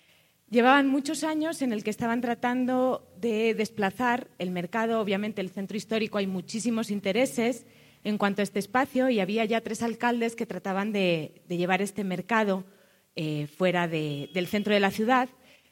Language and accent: Spanish; Spain; accent: Spanish; moved away as an adult; now in Ecuador; Como verán por mi acento, soy española, pero llevo 6 años en Ecuador. Les hago esta aclaración porque hablo como ecuatoriana, porque me siento profundamente ecuatoriana.